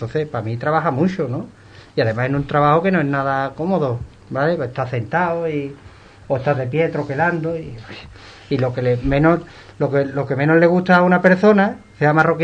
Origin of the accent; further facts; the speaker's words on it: Ubrique, Andalusia, Spain; Aquí hay poca gente que diga, yo me quedo en mi casa y no voy a trabajar, ¿eh? Somos un pueblo de currantes auténticos.